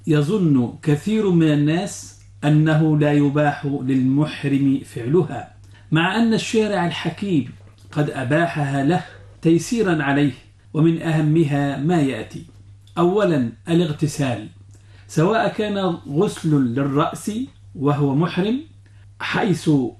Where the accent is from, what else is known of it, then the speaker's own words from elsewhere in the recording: Egypt; وهو ما يعرف عندنا في مصر بالكمر